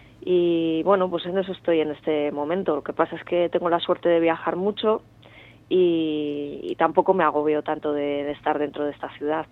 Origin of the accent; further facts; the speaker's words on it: Bilbao, Basque Country, Spain; also born or lived in Salamanca; now in Madrid, Spain; Soy de Bilbao.